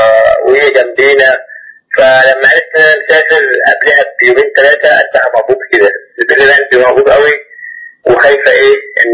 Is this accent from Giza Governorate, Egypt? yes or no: yes; Giza, Giza Governorate, Egypt; وانا من الجيزة.